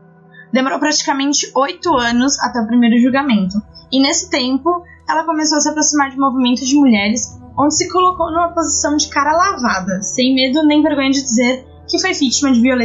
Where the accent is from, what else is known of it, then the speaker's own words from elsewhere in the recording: São Paulo, Brazil; Sou de São Paulo, da Zona Leste, e filha única